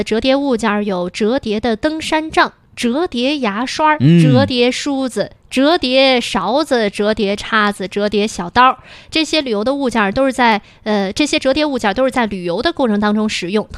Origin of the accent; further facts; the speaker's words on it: Beijing, China; accent: Beijing dialect; 我对我的北京土话非常有信心。